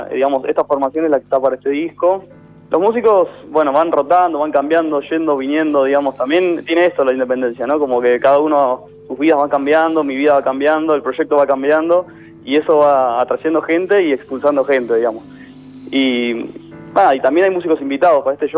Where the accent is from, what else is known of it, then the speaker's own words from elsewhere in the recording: Buenos Aires, Argentina; yo soy de Caballito y también es un orgullo tocar en el barrio.